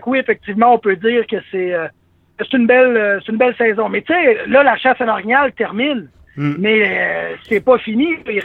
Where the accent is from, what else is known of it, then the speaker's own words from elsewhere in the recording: Montmagny, Quebec, Canada; Alors que nous, dans la région de Québec, puis tu sais, moi, je viens d'une ville proche de Québec qui s'appelle Montmagny, qui était normalement reconnue comme étant la capitale de l'oie blanche.